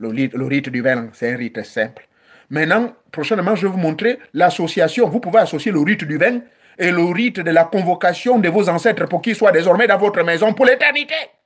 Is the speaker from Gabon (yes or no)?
yes; Gabon; chez moi au Gabon